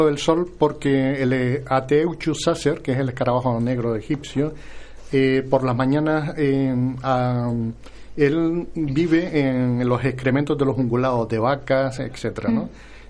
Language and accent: Spanish; Canary Islands, Spain; now in Lanzarote, Spain; yo soy de Gran Canaria y vine por trabajo a Lanzarote hace 36 años.